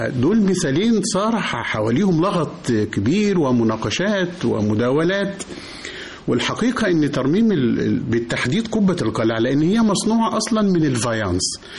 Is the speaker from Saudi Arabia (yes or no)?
no; Egypt; لو عندنا اثر زي مسافر خانة عندنا في مصر تم حركه تماما